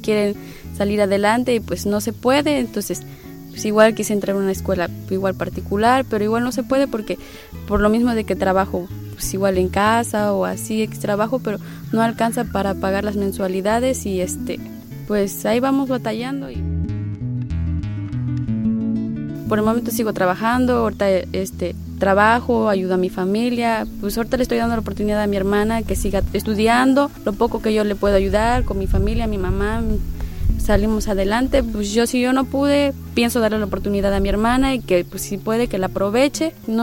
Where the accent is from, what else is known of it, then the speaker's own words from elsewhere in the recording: Palma Real, Veracruz, Mexico; soy del Palma Real, Benito Juárez, Veracruz, México.